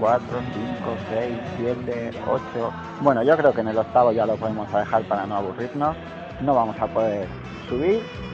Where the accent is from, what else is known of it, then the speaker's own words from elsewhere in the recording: Spain; nosotros como buenos españoles queremos una caña